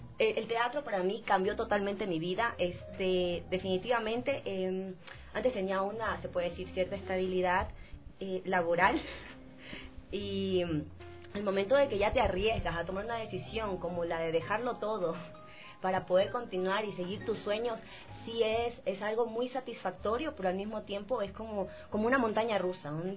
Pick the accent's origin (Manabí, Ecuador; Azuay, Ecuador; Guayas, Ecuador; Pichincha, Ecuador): Guayas, Ecuador; Guayaquil; Te cuento que estuve en Guayaquil, bueno, soy de Guayaquil, obvio